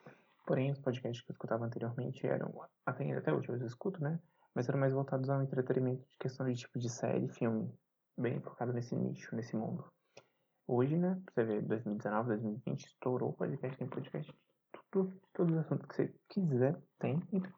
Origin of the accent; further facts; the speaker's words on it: Belo Horizonte, Minas Gerais, Brazil; eu tenho 27 anos, sou de Belo Horizonte.